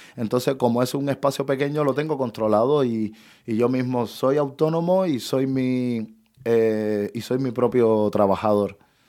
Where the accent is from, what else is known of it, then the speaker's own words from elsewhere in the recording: Cuba; moved away; Entonces, cuando salí de Cuba en el 2015, que llegué a Perú, mi primer trabajo fue de hostelería.